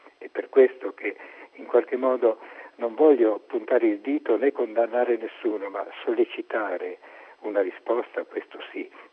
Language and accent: Italian; Marche, Italy; also born or lived in Rome; io sono marchigiano di origine, sono vissuto più di 30 anni a Roma, ho fatto il parroco a Roma